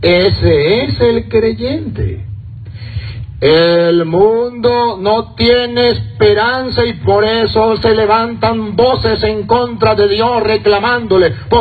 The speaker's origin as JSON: {"language": "Spanish", "country": "Venezuela", "tie": "born or raised there", "moved": "yes", "lives_now": "United States", "said": "Cuando yo venía para acá, para Estados Unidos, muchos en mi pueblo allá en Venezuela me decían: padre, usted va a ir a Estados Unidos."}